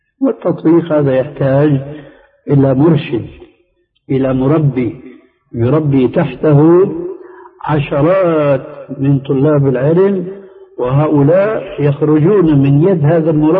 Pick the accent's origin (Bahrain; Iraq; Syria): Syria; وهنا يقول عندنا في سوريا شو الشد يا